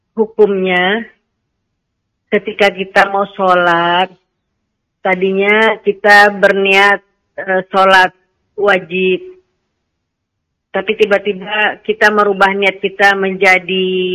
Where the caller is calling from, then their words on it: Riau, Indonesia; Ustaz, saya dari Riau.